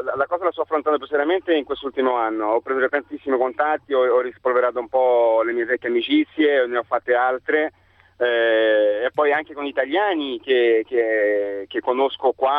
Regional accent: Rio de Janeiro, Brazil; Io sono di Rio, nativo di Rio

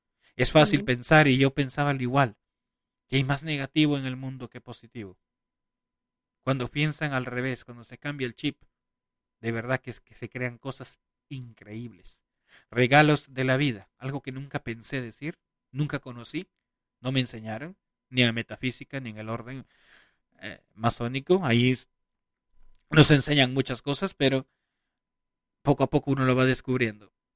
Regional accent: Peru; Caras vemos, corazones no sabemos, decimos en mi país. Un fuerte abrazo a mi querida gente del Perú

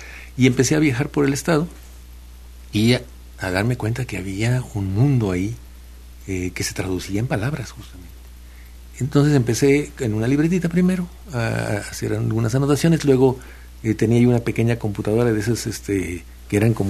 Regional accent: Tlapacoyan, Veracruz, Mexico; Yo vengo de un pueblo de Tlapacoyan, aquí un poco al norte de Jalapa, y llego allá a hablar con mis amigos y encuentro que hablan con palabras que yo conocía de niño y que yo dejé de usar.

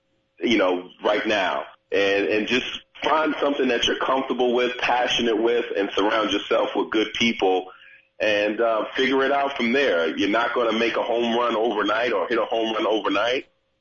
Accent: New York City, New York, United States; So growing up in New York City, I just made it a point that I watched a lot of other people carrying a briefcase

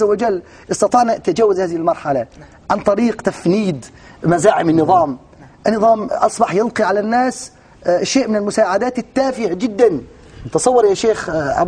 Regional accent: Aleppo, Aleppo Governorate, Syria; نحن أبناء حلب

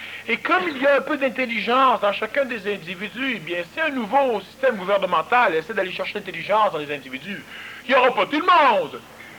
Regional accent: Quebec, Canada; Mais, nous sommes québécois, le Québec et nous autres.

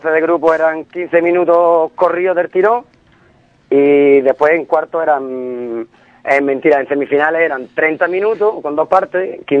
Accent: Ubrique, Andalusia, Spain; saben que somos de Ubrique y saben que jugamos al fútbol casi la mayoría

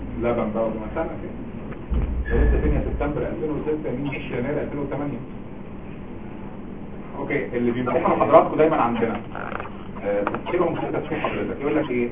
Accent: Egypt; بلغتنا احنا كمصريين

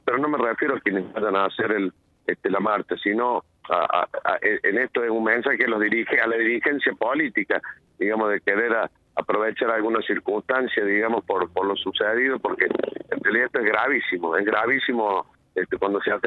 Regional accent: Argentina; somos argentinos y nos tenemos que cuidar

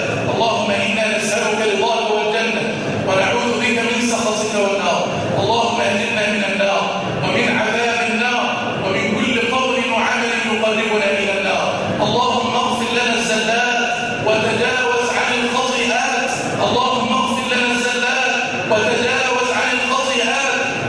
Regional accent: Egypt; اللهم اجعل بلدنا مصر في كنفك وأمانك

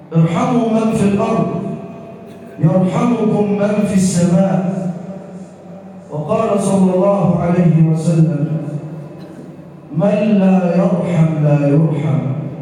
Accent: Egypt; واجعل بلدنا مصر راحة للأمن والأمان والسلم والسلام

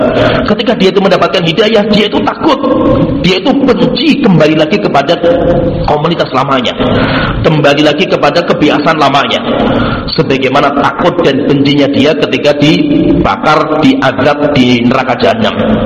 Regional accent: Tengaran, Central Java, Indonesia; saya itu aslinya itu lahirnya Kabupaten Semarang, yaitu kampung saya itu dulu Kabupaten Semarang. Tengaran itu kayak Aisyah Tengaran itu kan Kabupaten, bukan Salatiga, Kabupaten.

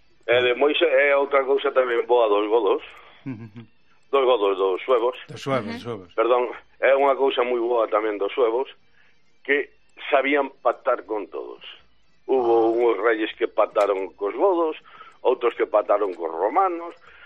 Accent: Galicia, Spain; Decir, ojo, que os galegos somos galegos, sabemos ser galegos.

